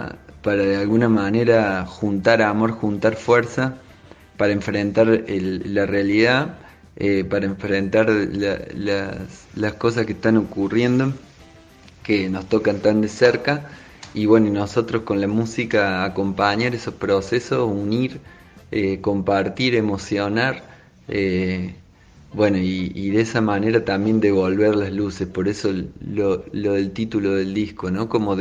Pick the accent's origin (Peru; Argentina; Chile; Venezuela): Argentina; Córdoba; born there; also born or lived in Madrid, Spain; Primero nacimos acá en Córdoba y nos mudamos al toque a vivir 5 años en Madrid.